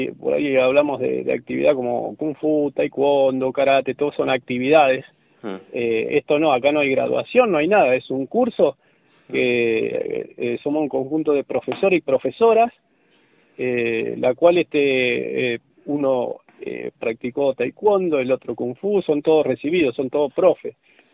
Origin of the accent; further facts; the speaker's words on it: Buenos Aires, Argentina; Yo soy de Buenos Aires, toda la carrera la hice en Buenos Aires, estoy acá actualmente